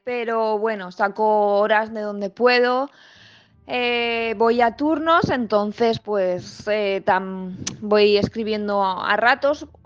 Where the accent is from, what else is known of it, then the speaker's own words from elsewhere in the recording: Valencia, Valencian Community, Spain; born there; now in Benaguasil, Spain; nací en Valencia en el año 1979. Estudié en Manises y acabé la EGB en el año 1994. Más tarde me saqué el título de auxiliar de infantil y resido en Benaguacil.